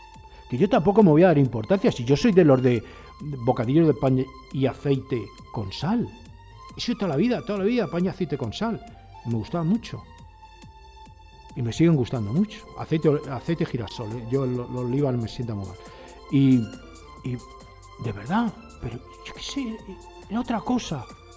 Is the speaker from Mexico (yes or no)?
no; Spain; yo soy español por los cuatro costados y huelo a español, de verdad que lo huelo, vamos, que huelo yo a español, que estoy seguro que huelo a español, que no huelo a extranjero.